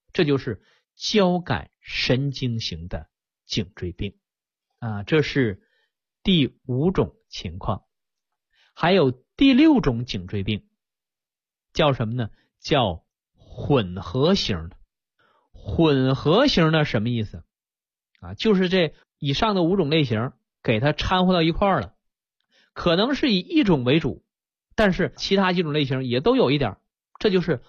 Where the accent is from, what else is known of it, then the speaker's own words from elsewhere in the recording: China; 我们中国人造字儿一个字儿是一个字儿啊